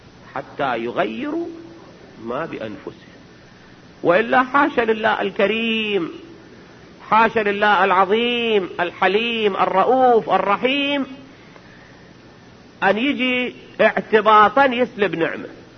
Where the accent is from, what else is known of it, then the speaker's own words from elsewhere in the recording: Iraq; احنا عندنا بالعراق